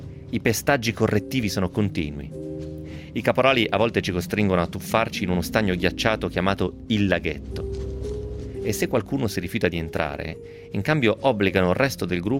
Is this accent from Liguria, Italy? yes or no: no; Novara, Piedmont, Italy; tant'è sono di Novara, altrimenti l'avrei pronunciato magari un pochettino meglio. Comunque anche il novarese mi viene male, giusto per dire.